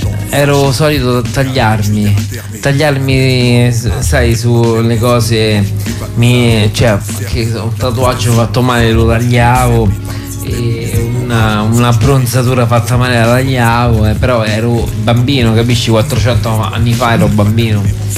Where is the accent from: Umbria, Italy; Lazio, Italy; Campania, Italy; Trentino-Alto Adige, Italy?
Lazio, Italy; Guidonia; sono di Guidonia anch'io